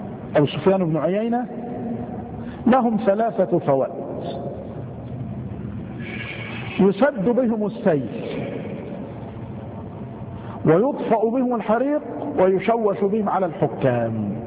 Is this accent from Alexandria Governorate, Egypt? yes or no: no; Mansoura, Dakahlia, Egypt; لما خرج بعض المغفلين خاصة عندنا في المنصورة